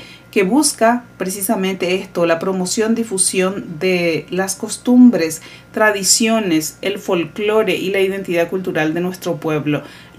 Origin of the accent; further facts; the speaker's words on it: Paraguay; now in Washington, United States; Así que son buenos, consecuentes como amigos, como decía la música, así somos los paraguayos.